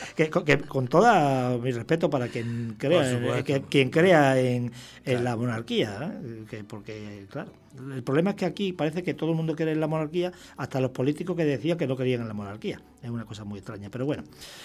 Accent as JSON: {"language": "Spanish", "region": "Extremadura", "country": "Spain", "said": "porque me siento aquí como en mi tierra de origen, que es Extremadura"}